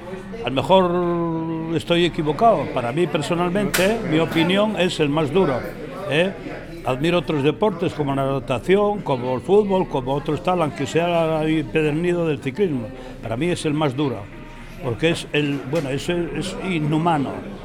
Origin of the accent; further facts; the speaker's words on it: Gijón, Asturias, Spain; yo soy de Gijón, pero me casé aquí al lado, pegado, donde está la inmobiliaria, pegado aquí a La Pipa.